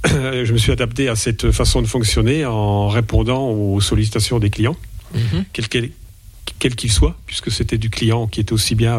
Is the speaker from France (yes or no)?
yes; La Bresse, Grand Est, France; Je suis originaire de la Bresse.